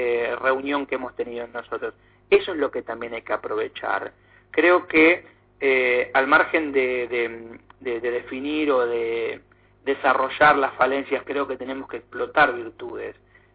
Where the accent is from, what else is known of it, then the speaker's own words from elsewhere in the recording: Argentina; para que los argentinos empiecen conociendo lo que nosotros también conocemos, siendo argentinos, ¿no?